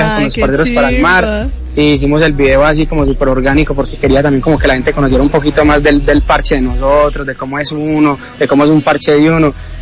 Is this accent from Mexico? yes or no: no; Envigado, Antioquia, Colombia; productores de Envigado, de donde yo soy de Envigado.